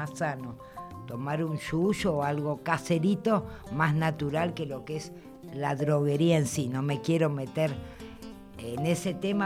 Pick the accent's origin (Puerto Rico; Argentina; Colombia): Argentina; Soy argentina, pero no, el mate no.